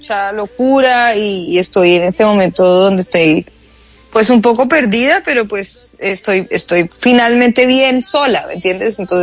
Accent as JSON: {"language": "Spanish", "region": "Bogotá", "country": "Colombia", "said": "yo de verdad, que soy lo más bogotano que hay en la vida, más que un ajiaco, pero ya no me soporto el frío. Entonces ya no soy tan bogotana."}